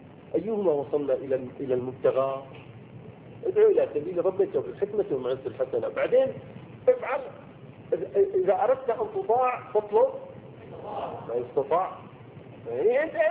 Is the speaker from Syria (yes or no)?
yes; Syria; ما انا سوري ما لي علاقه